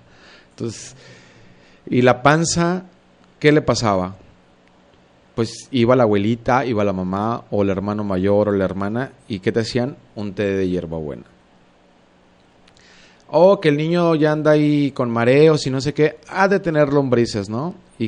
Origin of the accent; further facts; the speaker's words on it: San Antonio Juanacaxtla, Jalisco, Mexico; Yo en lo particular crecí pues en San Antonio, Juanacaxtla, los que me conocen, crecí con el mejor maíz, el mejor frijol, los mejores jitomates, chiles, rábanos y demás, todo eso que se cultivaba en el rancho